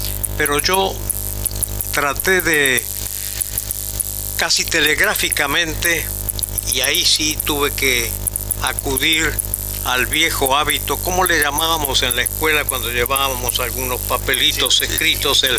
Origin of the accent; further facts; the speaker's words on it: Rosario, Santa Fe, Argentina; now in Buenos Aires, Argentina; Nosotros venimos de Rosario, somos como unos cuatro mosqueteros que hemos llegado con de distintos trasfondos religiosos, culturales, familiares, personales